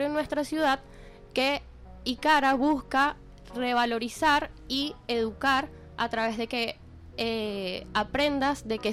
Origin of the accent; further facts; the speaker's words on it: Venezuela; conecta a las personas con nuestras raíces ancestrales como venezolanos